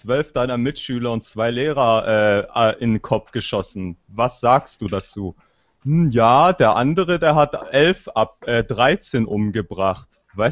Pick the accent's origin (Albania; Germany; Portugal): Albania; Ja, ich bin selber Albaner.